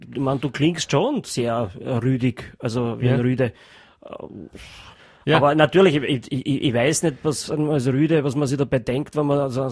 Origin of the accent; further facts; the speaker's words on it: Austria; Da ist man, glaube ich, als Geheimagent, als Österreicher schon einmal sehr gut ausgestattet.